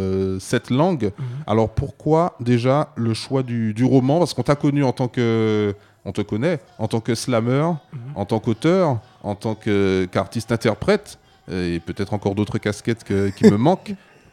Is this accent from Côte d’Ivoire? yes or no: no; Martinique; Alors moi, je suis martiniquais